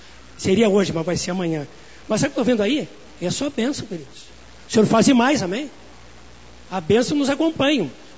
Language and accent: Portuguese; Quaraí, Rio Grande do Sul, Brazil; moved away as an adult; now in Porto Alegre, Brazil; quando eu vim de Quaraí, não me pergunte onde é o Quaraí, né? É fim de mundo, começo do mundo, não sei. Bom, quando cheguei em Porto Alegre, em 82